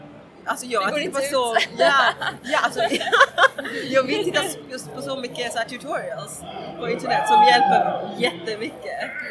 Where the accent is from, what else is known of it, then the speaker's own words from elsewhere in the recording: Eslöv, Skåne, Sweden; Jag är egentligen från Eslöv som ligger i Skåne.